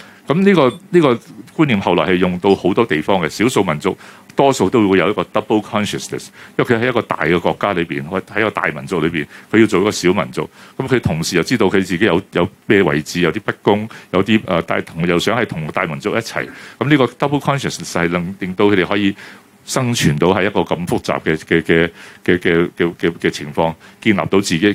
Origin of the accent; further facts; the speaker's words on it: Hong Kong; 我哋都知道我哋香港人。在中國這個南邊這個最邊的地方，我們是曾經是殖民地出來